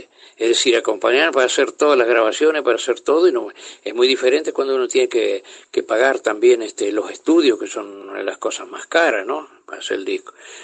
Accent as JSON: {"language": "Spanish", "region": "Paysandú", "country": "Uruguay", "tie": "born or raised there", "lives_now": "Paraná, Argentina", "said": "yo cuando vengo a Paraná es como si viniera a mi tierra principalmente, volviera a Paysandú, mejor todavía aún, ¿no?"}